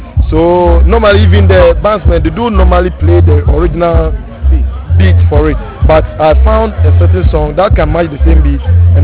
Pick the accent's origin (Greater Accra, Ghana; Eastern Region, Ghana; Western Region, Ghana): Western Region, Ghana; In fact, I'm from the Western region of Ghana.